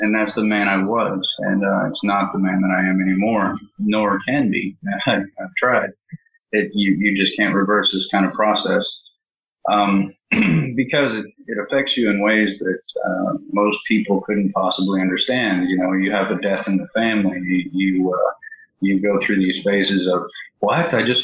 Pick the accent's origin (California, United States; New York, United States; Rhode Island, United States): Rhode Island, United States; East Providence; born there; I was born in Providence, Rhode Island, East Providence, and moved around pretty much every 2 months since then.